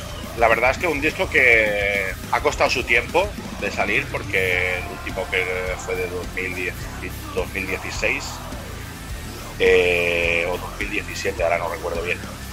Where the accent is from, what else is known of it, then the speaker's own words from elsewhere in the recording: Girona, Catalonia, Spain; algunos somos de Girona Ciutat, otros de alrededor